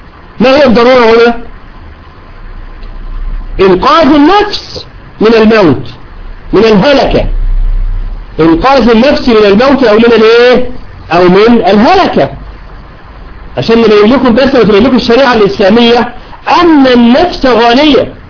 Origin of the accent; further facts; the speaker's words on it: Egypt; العملية مش هوج موج زي ما يقول عندنا في مصر